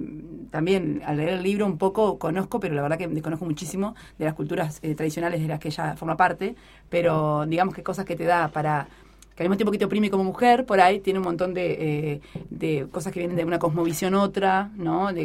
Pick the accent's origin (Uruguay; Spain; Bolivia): Uruguay; Maldonado; yo soy de Maldonado, ya lo saben por otras anécdotas.